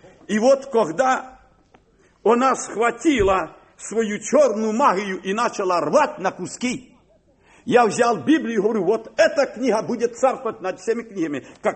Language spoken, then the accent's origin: Russian; Kharkiv, Kharkiv Oblast, Ukraine; born there; я родился на Украине, в Харькове.